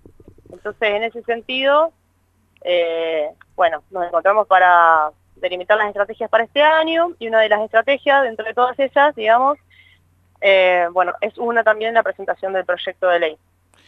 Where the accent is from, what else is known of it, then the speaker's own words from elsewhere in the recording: Argentina; el cambio de coyuntura, digamos, que nos está atravesando ahora como argentinas y argentinos